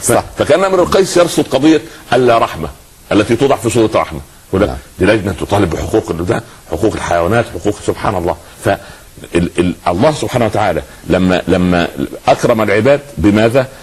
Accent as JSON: {"language": "Arabic", "region": "Upper Egypt", "country": "Egypt", "said": "حتى عندنا في الصعيد يقولوا على الجدي الصغير سخل"}